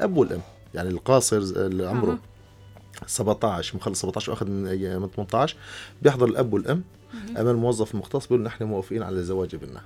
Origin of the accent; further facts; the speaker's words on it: Syria; مثل ما عندنا في سوريا بالمحكمة ممكن شخص يوكل محامي